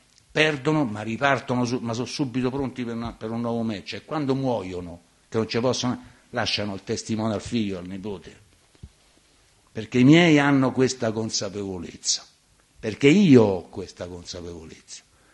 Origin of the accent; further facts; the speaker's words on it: Latina, Lazio, Italy; born there; sono nato a Latina, fossi nato a Marzabotto avrei scritto cose diverse, ovviamente, no?